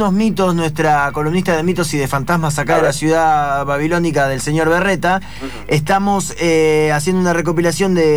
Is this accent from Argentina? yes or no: yes; Concepción del Uruguay, Entre Ríos, Argentina; Yo soy de Concepción del Uruguay.